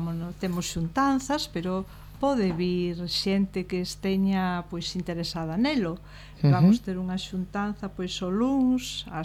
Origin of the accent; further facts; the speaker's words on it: Melide, Galicia, Spain; é lógico os que somos de Melide que iramos a Melide